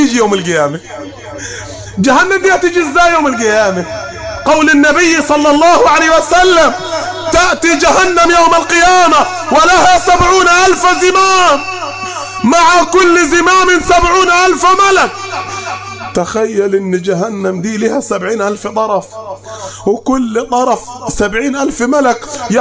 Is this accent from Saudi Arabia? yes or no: no; Upper Egypt, Egypt; نقعد على الحصيره بتاعتنا اللي في الصعيد ولا المصطبه اللي عندنا في الصعيد